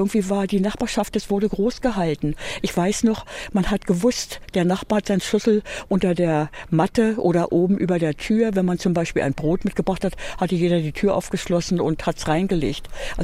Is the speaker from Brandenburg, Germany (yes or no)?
yes; Brandenburg, Germany; born there; Ich bin geboren in der Westprignitz, gehörte auch schon zu Brandenburg.